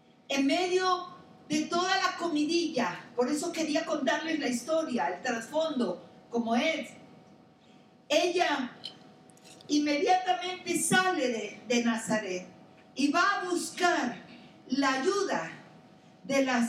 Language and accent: Spanish; Pacific coast, Colombia; Y yo nací y crecí en un pueblo de la costa pacífica colombiana. Cuando crecí, mi pueblo tenía 60,000 habitantes.